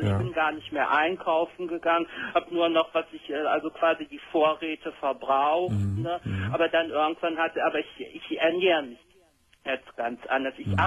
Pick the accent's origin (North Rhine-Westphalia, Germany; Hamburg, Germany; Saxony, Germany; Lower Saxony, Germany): North Rhine-Westphalia, Germany; Cologne; obwohl ich gerade mal so 10 Kilometer von Köln weg wohne, ich bin seit fast 20 Jahren nicht mehr in Köln, in meiner Heimatstadt.